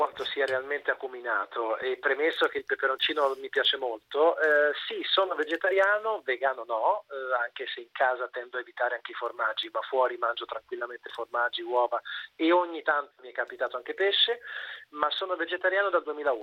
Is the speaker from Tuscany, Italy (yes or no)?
yes; Tuscany, Italy; Io non amavo granché la carne, anche se sono toscano